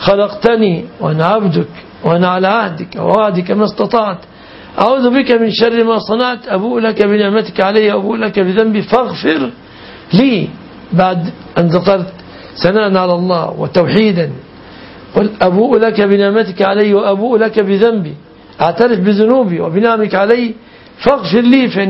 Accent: Egypt; عندنا في مصر ما يفهمون المعاني كثيرا.

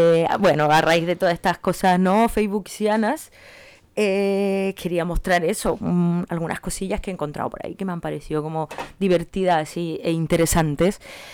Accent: Chile; Pues yo siendo chilena también tengo muchos contactos que son de Chile y otros que son de aquí.

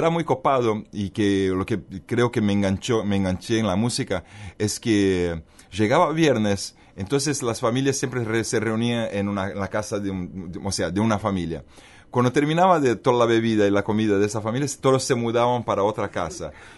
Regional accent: Bolivia; born there; also born or lived in Brazil; yo nací en Bolivia, viví en Brasil, entonces tuve la oportunidad de entender culturas tan diferentes a la vez.

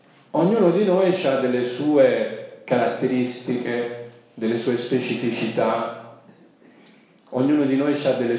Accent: Sicily, Italy; Io sono siciliano d'origine

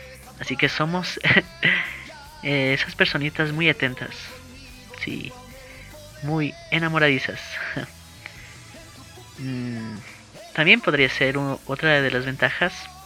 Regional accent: Ecuador; Por ejemplo, en Ecuador se estrena esa película llamada La Voz Silenciosa. Por fin se va a estrenar en mi país, qué emoción.

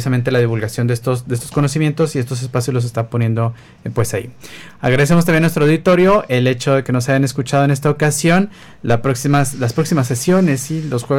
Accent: Mexico; a nosotros como mexicanos nos dan identidad

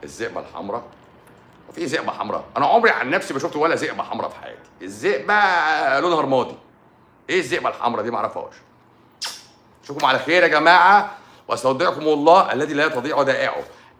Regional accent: Egypt; احنا بقى عايزين نعمل واحده احنا عندنا في مصر

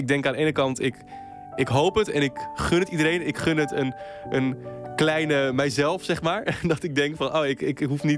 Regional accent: Friesland, Netherlands; de omgeving waar ik opgroeide. Dat was een klein dorpje in Friesland waar het geloof toch nog wel een grote rol speelde.

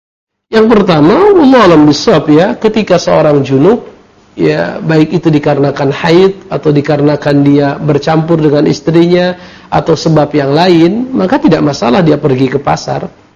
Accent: North Sumatra, Indonesia; walaupun saya berasal dari sana, dari Mandailing, tetapi kebanyakan aktivitas adalah di Jakarta ya.

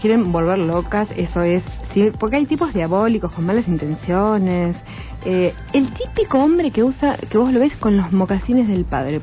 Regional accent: Buenos Aires, Argentina; no sabes que somos bien porteñas.

